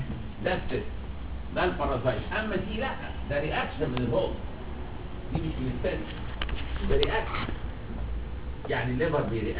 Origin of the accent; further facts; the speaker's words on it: Egypt; بس كثرة سفرنا احنا المصريين لهذه البلاد